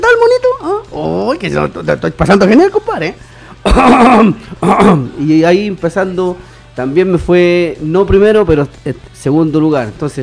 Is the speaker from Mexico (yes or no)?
no; La Florida, Santiago Metropolitan Region, Chile; Yo soy de la Florida y en la Florida yo nunca he estado en nada.